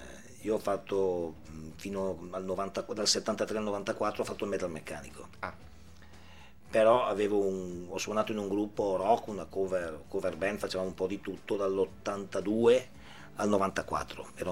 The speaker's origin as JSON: {"language": "Italian", "town": "Parma", "region": "Emilia-Romagna", "country": "Italy", "said": "ma vengo da Parma, faccio studente, solite cose."}